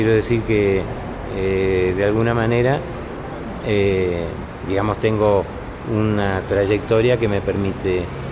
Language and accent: Spanish; Argentina; moved away as an adult; now in Spain; cuando yo me fui de Argentina era época de la dictadura todavía.